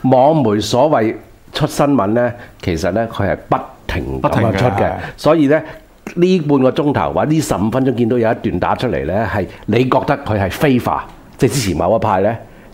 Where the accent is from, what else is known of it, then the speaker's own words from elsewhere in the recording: Hong Kong; 即係我哋香港人完全冇能力咧，係主宰我哋嘅命運。